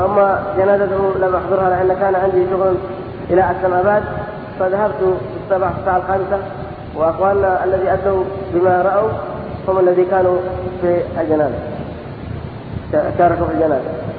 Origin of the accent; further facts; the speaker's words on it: Al-Udayn, Ibb, Yemen; من اليمن من لواء من العدين، وأنا قريب لقرية الأحمدي